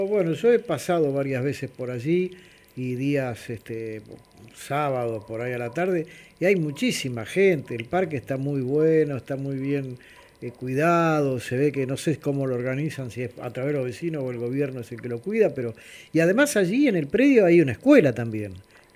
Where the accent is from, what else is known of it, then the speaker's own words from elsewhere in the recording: Buenos Aires, Argentina; yo aparte soy de allí, de Villa Crespo